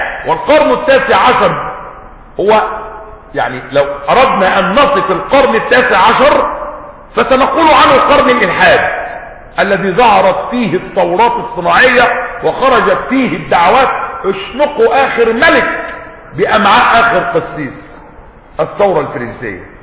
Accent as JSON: {"language": "Arabic", "country": "Egypt", "said": "مش بيقولوا كده عندنا في مصر محدث نعمة؟"}